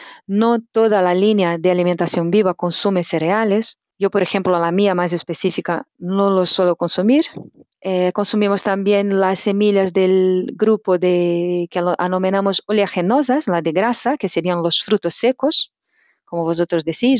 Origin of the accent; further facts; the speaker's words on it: Brazil; Spanish is a second language; now in Spain; Soy natural de Brasil y hace 11 años que vivo aquí en España, Cataluña.